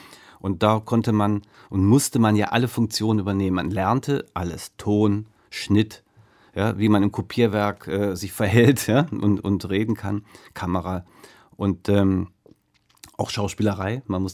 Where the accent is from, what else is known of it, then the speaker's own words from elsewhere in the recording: North Rhine-Westphalia, Germany; Der kommt ja auch aus Düsseldorf, Ben Rather, ist bei uns direkt in Fahrradweite von meiner Heimat entfernt.